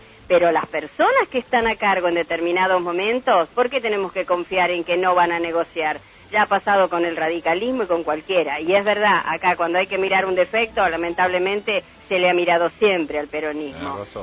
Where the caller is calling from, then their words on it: Virrey del Pino, Buenos Aires Province, Argentina; de Virrey del Pino, cargosa de nuevo esta mañana